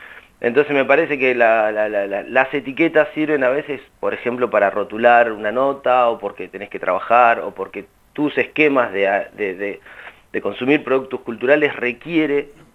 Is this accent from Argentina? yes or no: yes; Rauch, Buenos Aires Province, Argentina; now in La Plata, Argentina; yo soy oriundo de la ciudad de Rauch, hay algunas reminiscencias de mi pueblo, toda mi vida en La Plata y mis primeros 2 años en la capital, que no es pavada para un pibe de pueblo